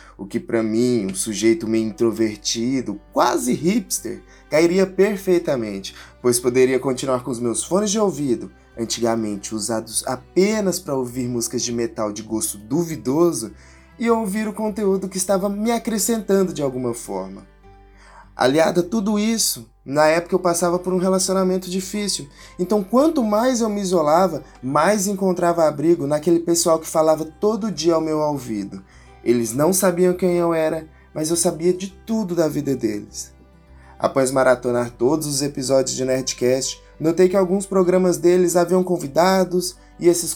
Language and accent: Portuguese; Mineiros, Goiás, Brazil; Eu sou de uma cidade do interior de Goiás, chamada Mineiros. Apenas 60 mil habitantes, conhecida por ser a cidade saúde, ser o Vale do Araguaia e também de ter uma alta quantidade de suicídio